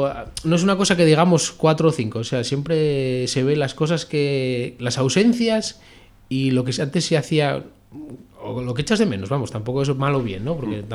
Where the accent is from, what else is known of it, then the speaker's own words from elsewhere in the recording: Philippines; Sí, a mí siendo de Filipinas me gustaría que hubiera una película